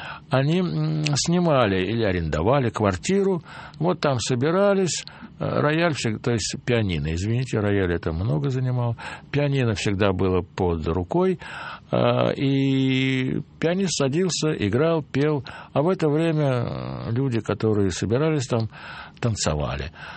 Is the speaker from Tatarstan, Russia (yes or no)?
no; Moscow, Russia; Я из Москвы, Россия, я не умею танцевать.